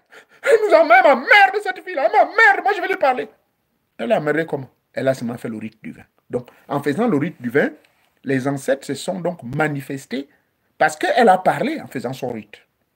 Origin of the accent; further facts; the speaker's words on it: Gabon; chez moi au Gabon